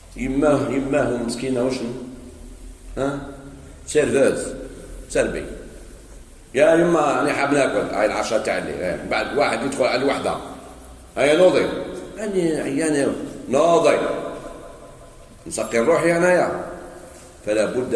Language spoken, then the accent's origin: Arabic; Algeria; خاصة في بلدنا الجزائر